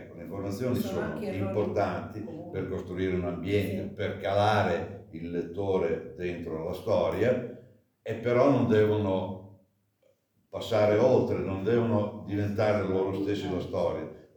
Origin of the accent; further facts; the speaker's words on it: Emilia-Romagna, Italy; Sono romagnolo d'occhio.